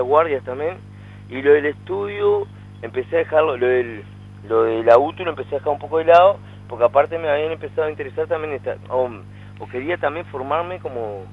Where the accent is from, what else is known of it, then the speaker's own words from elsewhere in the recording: San José, Uruguay; moved away as an adult; now in Montevideo, Uruguay; Después de ahí me vine a Montevideo a seguir la carrera de ingeniería tecnológica. Y ahí empecé, vine al venir de San José, tenía que trabajar para poder vivir en Montevideo.